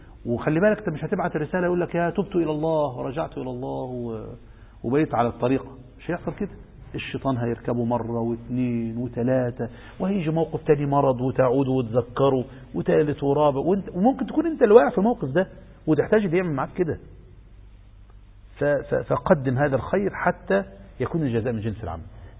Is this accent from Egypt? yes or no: yes; Egypt; في هذا التشرذم الذي نعيشه في بلدنا مصر